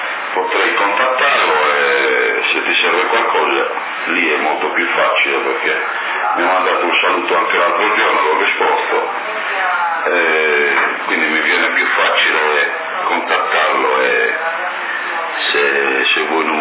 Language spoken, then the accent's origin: Italian; Porto Torres, Sardinia, Italy; io sono di Porto Torres, aia, anche io, quindi.